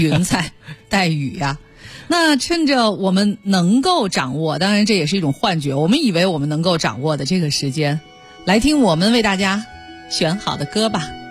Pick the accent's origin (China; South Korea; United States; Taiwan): China; Beijing; 我是作为一个从小在北京出生长大的人啊